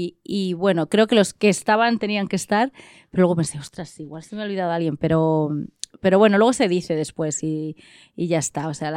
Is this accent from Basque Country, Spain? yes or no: no; Guadalajara, Castilla-La Mancha, Spain; somos las dos de Guadalajara y nos encontramos.